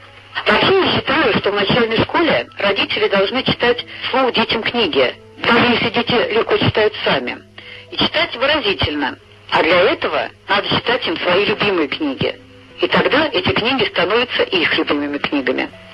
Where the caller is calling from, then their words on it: Nizhny Novgorod, Nizhny Novgorod Oblast, Russia; Я звоню из Нижнего Новгорода.